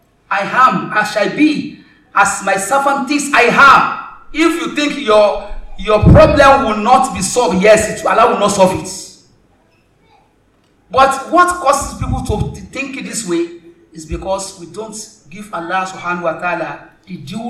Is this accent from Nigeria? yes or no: yes; Osun, Nigeria; I am from Osun. I think Lagos is better than Osun.